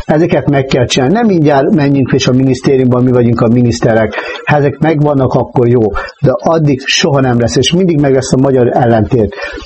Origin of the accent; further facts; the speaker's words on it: Hungary; Nem, én magyar vagyok, itt nem nincs kisebbség.